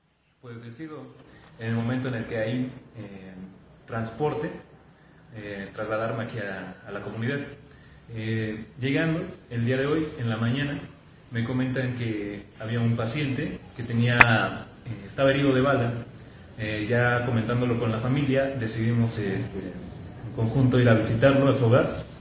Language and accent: Spanish; Nochistlán, Mexico; yo soy nativo de esta región, yo vivo aquí en Nochistlán, laboro en el Distrito Federal